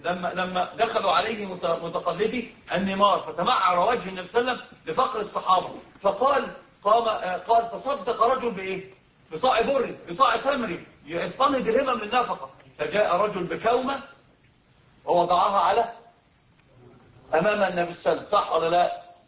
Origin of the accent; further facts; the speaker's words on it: Upper Egypt, Egypt; احنا عندنا في الصعيد بيحلفوا بيه فاكرين القران